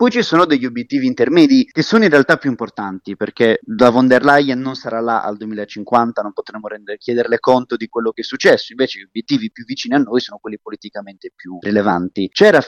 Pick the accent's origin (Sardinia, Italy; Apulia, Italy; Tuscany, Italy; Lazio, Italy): Sardinia, Italy; Io sono sardo, diciamo tutto il meridione e isole d'Italia sono ormai sistematicamente colpite dalla siccità